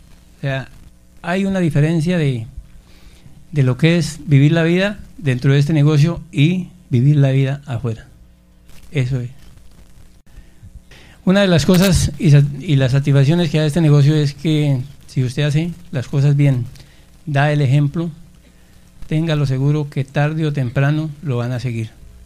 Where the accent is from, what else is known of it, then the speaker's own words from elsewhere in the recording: Boyacá, Colombia; yo que soy boyacense, que estaba en el rebusque, en el comercio